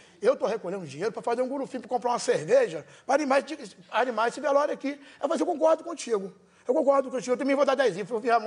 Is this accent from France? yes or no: no; Belo Horizonte, Minas Gerais, Brazil; eu sou mineiro mesmo, lá de Belo Horizonte, né?